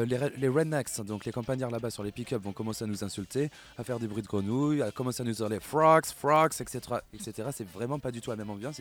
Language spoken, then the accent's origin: French; Bordeaux, Nouvelle-Aquitaine, France; also born or lived in Alsace; Ouais, je viens de Bordeaux, mais j'ai passé 8 ans en Alsace.